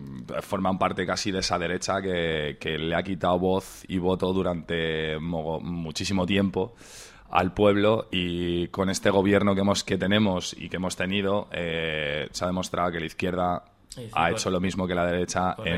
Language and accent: Spanish; Madrid, Community of Madrid, Spain; tengo 31 años, que soy residente de Madrid de toda la vida